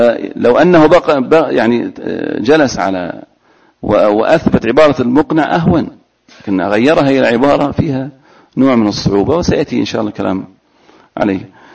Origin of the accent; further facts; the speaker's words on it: Al-Ahsa, Eastern Province, Saudi Arabia; كذلك عندنا في الأحساء زاد المستقنع.